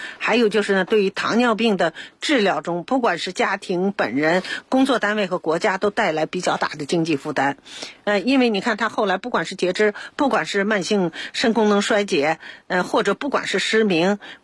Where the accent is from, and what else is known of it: China